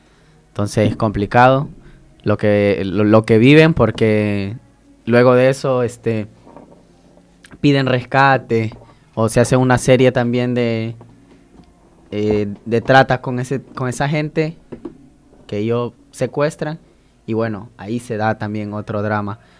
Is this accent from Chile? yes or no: no; El Salvador; en mi país, El Salvador, migraban alrededor de 400 personas diarias